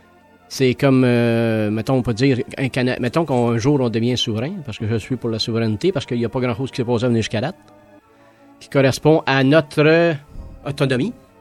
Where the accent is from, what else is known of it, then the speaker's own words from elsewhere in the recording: Quebec, Canada; Puis je suis un bon Québécois.